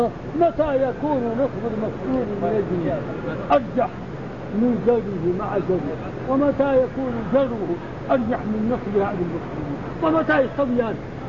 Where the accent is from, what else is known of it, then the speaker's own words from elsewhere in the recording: Sahara, Morocco; القراءة باللام عندنا في المغرب في الصحراء.